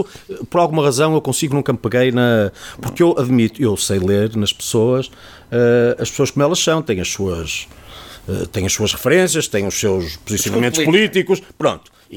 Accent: Famalicão, Norte, Portugal; also born or lived in Porto; Nasci no Porto, vivo em Famalicão, desde o quinto dia de vida, ou coisa que o valha

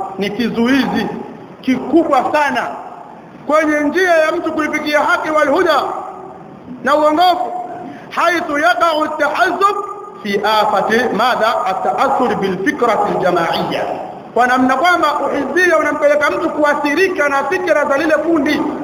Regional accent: Tanga, Tanga Region, Tanzania; katika hili kwa kule kwetu Tanga kule ndio kuna maajabu.

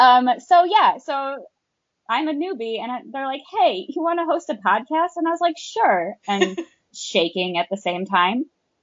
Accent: Chicago, Illinois, United States; northwest suburb of Chicago. So it's not totally Chicago, but, you know, when people ask, it's just always, I'm from Chicago.

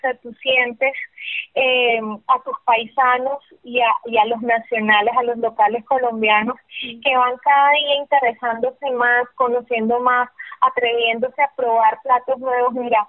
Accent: Lebanon; muchísimo amor a la gastronomía libanesa porque pues amo cocinar y lo que más amo cocinar es la comida de mi tierra

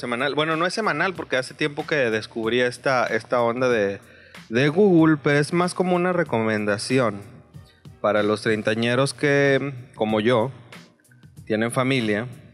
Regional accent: Mexico; Que para uno como mexicano tiene una connotación diferente

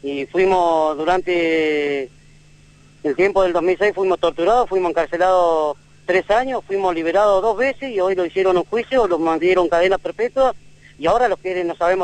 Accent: Las Heras, Santa Cruz, Argentina; yo soy nativo de Las Heras, tengo mi familia en Las Heras

